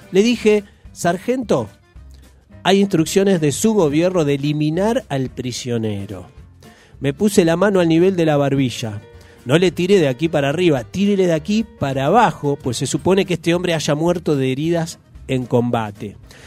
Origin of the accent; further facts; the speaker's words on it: Junín, Buenos Aires Province, Argentina; mi pueblo natal, ahí, la ciudad de Junín, en el noroeste bonaerense.